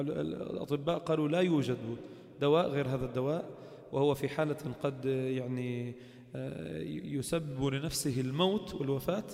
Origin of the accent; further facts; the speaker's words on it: Lebanon; والذي يستطيع عندنا في لبنان قليل جدا